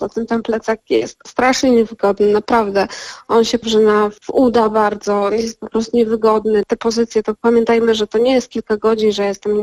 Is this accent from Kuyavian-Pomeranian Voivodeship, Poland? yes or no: no; Zakopane, Lesser Poland, Poland; ja wychowałam się i urodziłam się w Zakopanem i od małego pamiętam, jak rodzice wyciągali mnie i mojego brata w góry